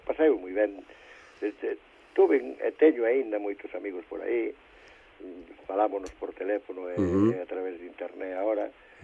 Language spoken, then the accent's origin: Galician; A Fonsagrada, Galicia, Spain; Hombre, non deixa de ser a miña aldea, de ser o meu povo, e gustame moito ir ali.